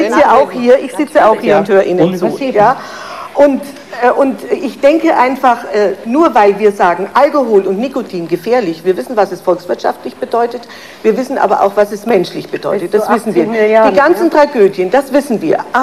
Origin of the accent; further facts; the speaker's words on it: Bavaria, Germany; ich bin eine Fränkin. Ich trinke auch sehr gern einen Schoppenwein.